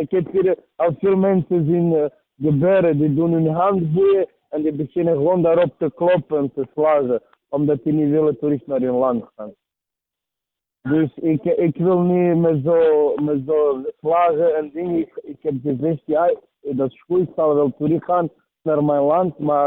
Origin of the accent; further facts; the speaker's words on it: Serbia; now in Antwerp, Belgium; Ik kom van Servië. En ik woon. Ik woon al 18 jaar in België.